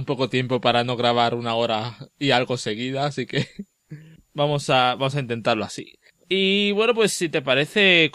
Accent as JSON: {"language": "Spanish", "town": "Salamanca", "region": "Castile and León", "country": "Spain", "said": "de Salamanca"}